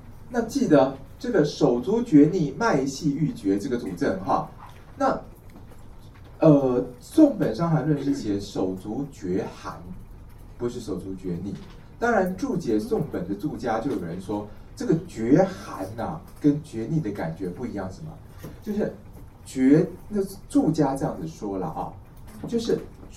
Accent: Taiwan; 因为我们台湾人得这个病都几乎都是内有久寒了

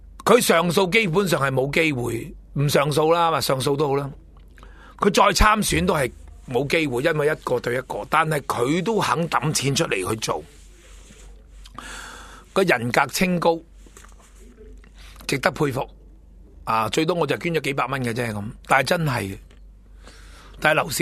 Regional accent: China; 我都系承认我系中国人

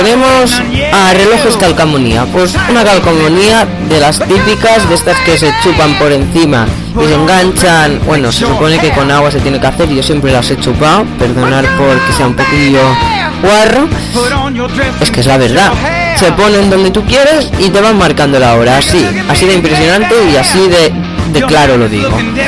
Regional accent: Catalonia, Spain; porque yo, como sabéis, soy de Cataluña y lo estudio en catalán.

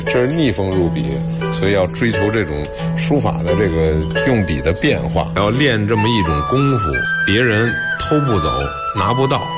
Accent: Beijing, China; 我是北京人。因为以前呢住在北京的平房四合院，那么离着美术馆也不远

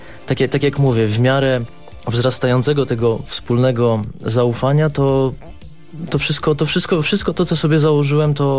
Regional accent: Gdynia, Pomeranian Voivodeship, Poland; now in Warsaw, Poland; ja pochodzę z Gdyni, ale mieszkam w Warszawie

